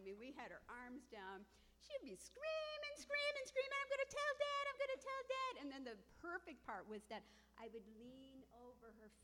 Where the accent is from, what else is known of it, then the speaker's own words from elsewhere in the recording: Adams Center, New York, United States; I was from Adams Center, the city